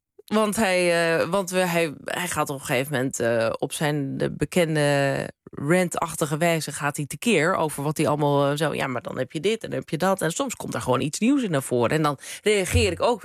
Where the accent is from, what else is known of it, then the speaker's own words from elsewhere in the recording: Krommenie, North Holland, Netherlands; En ik ben zelf, kom ik uit Krommenie. Ja. Het is een paar dorpjes verderop.